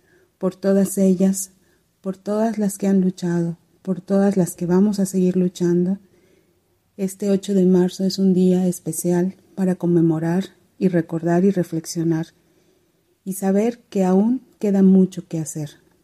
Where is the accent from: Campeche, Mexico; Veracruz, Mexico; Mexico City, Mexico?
Campeche, Mexico; Hopelchén; Soy indígena maya de Jopelchen, Campeche, en la península de Yucatán.